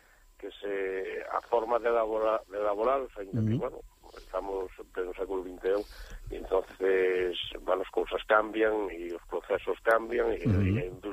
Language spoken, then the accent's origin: Galician; A Fonsagrada, Galicia, Spain; Ten moitas parroquias, e hai parroquias, por exemplo, na miña parroquia, que é a Veiga de Logares